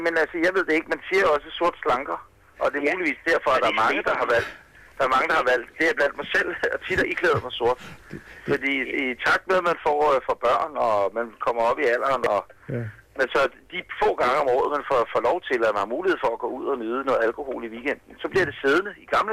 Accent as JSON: {"language": "Danish", "town": "Ølstykke", "region": "Capital Region of Denmark", "country": "Denmark", "said": "ude i Ølstykke, hvor jeg kommer fra."}